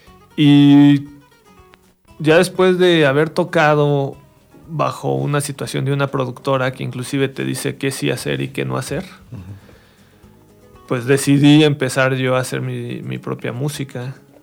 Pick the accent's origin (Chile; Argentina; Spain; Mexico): Mexico; No, soy mexicano. O sea, me gusta ser mexicano, me gusta México.